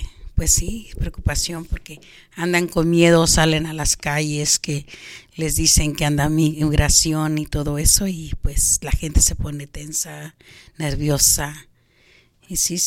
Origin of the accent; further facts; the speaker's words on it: Arcelia, Guerrero, Mexico; De Guerrero, de Arcelia.